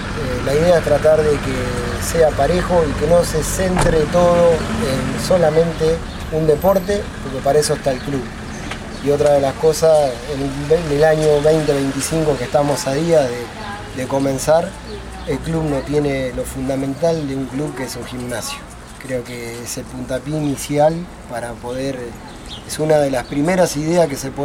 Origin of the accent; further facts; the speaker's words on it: Cañuelas, Buenos Aires Province, Argentina; Somos todos buena gente, somos todos de Cañuelas.